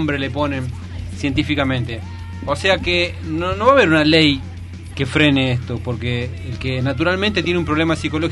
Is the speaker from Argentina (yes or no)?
yes; San Martín, Buenos Aires Province, Argentina; Yo soy de San Martín, digamos que eso sería Villa Zacala.